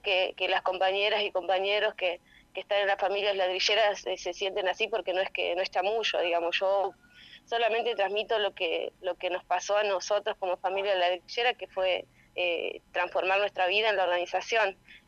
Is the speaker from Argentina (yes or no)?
yes; Santa Elena, Entre Ríos, Argentina; Yo soy de Santa Elena, Entre Ríos, en el norte entrerriano, y mis bisabuelos desde 1905 se plantaron acá a hacer ladrillos, 5 generaciones, yo soy la quinta